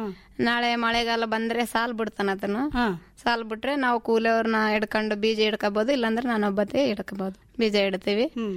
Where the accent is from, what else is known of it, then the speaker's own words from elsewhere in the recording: Udumgal Khanapur, Karnataka, India; ನಮ್ದು ಉಡುಮ್ಗಲ್ ಖಾನಾಪುರ ರೀ.